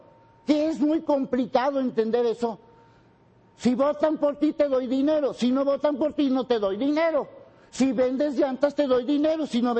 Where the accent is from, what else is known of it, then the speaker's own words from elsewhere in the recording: Mexico; Como ciudadano, como mexicano